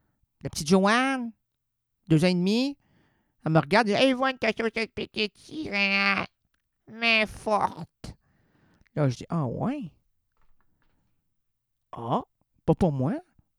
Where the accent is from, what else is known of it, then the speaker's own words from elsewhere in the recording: Quebec City, Quebec, Canada; je suis venu de Québec. Du Québec et de Québec. Ville de Québec, province de Québec. Je suis Québec 100%, moi.